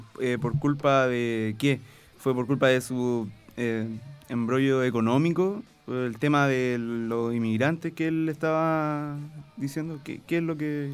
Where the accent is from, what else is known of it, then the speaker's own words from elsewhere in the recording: Iquique, Tarapacá, Chile; con mi experiencia como nacido y criado en Iquique